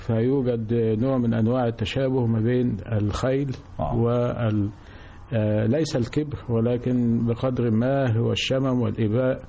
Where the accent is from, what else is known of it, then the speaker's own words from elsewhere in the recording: Sherbin, Dakahlia, Egypt; كنت أدرس في المدارس الأميرية بمدينتي التي أعتز بها كثيرا، مدينة شربين